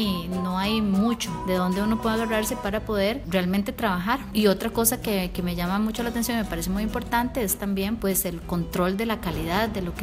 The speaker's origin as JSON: {"language": "Spanish", "town": "Santa Bárbara de Heredia", "region": "Heredia", "country": "Costa Rica", "said": "Yo soy de Santa Bárbara de Heredia"}